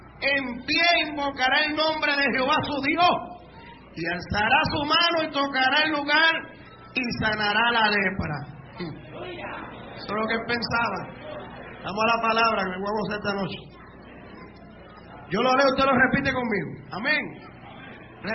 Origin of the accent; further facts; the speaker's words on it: Puerto Rico; yo era el único puertorriqueño